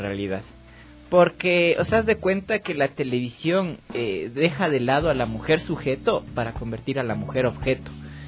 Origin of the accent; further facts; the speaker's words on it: Ecuador; como sociedad ecuatoriana, nos falta mucho, mucho por madurar